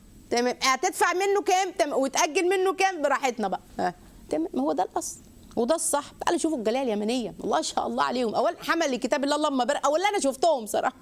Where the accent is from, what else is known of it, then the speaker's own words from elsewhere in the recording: Egypt; عندنا في مصر يجي يقول لك ايه